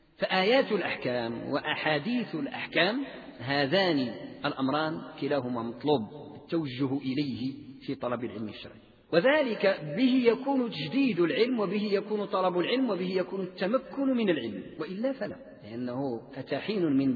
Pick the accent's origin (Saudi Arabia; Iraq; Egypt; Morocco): Morocco; المذهب المالكي عندنا بالمغرب